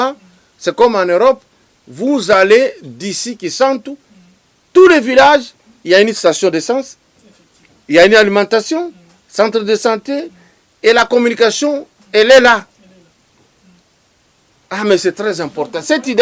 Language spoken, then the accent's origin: French; Lubumbashi, Haut-Katanga, DR Congo; Mais chez vous, vous étiez en ville, chez nous à Lubumbashi.